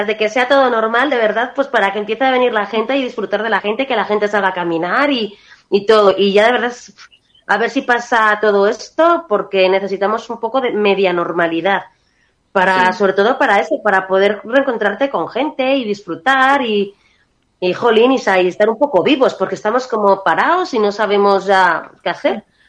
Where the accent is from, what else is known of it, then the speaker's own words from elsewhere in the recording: Maraña, Castile and León, Spain; que yo soy de Maraña, pues me sale solamente cosas bonitas, porque para mí es que es una joya